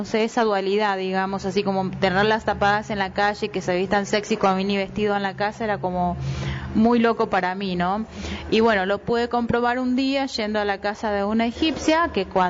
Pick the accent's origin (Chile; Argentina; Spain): Argentina; northern Argentina; Cuando niña bailé samba brasilera, bailaba en los carnavales en mi provincia. Yo soy del norte de Argentina.